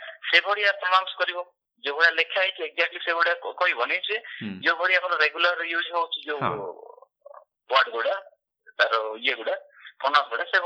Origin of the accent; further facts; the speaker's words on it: Odisha, India; ଆଉ ମୋ ଗାଁ ହଉଛି ମୟୂରଭଞ୍ଜ ବୁଲଙ୍କର।